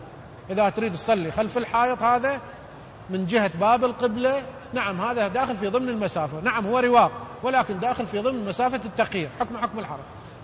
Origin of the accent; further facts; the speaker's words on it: Iraq; يعني مثلا احنا عندنا بالعراق شخص إذا يسعى ببناء بيت بشكل تدريجي